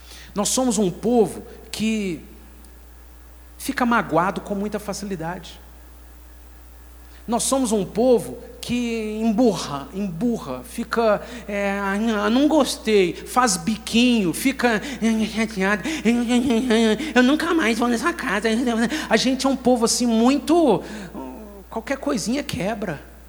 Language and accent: Portuguese; Minas Gerais, Brazil; Nós somos um estado, nós somos mineiros de Minas Gerais, um povo muito indisciplinado.